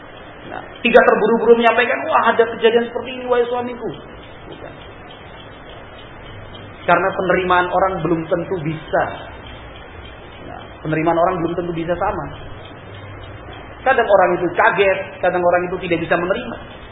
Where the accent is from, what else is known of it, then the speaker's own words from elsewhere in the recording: Java, Indonesia; Kalau kita orang Jawa, menurut kakang bagaimana? Kan gitu. Menurut kan mas pripun? Halus kan?